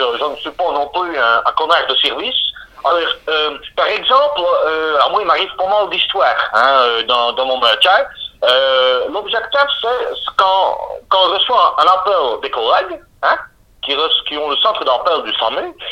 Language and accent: French; Belgium; accent: Belgian; marqué par la langue belge. Je suis belge de naissance. J'habite en Namur. Hein. … j'ai 32 ans.